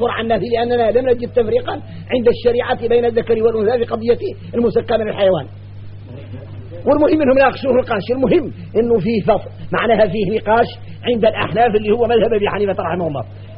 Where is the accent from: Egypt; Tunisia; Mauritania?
Mauritania; وراه الشايع عندنا احنا موريتاني يقولوا